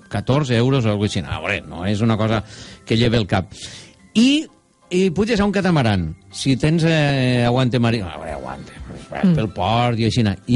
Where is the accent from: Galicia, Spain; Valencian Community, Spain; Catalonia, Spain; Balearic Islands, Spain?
Valencian Community, Spain; Nosaltres que som valencians, espanyols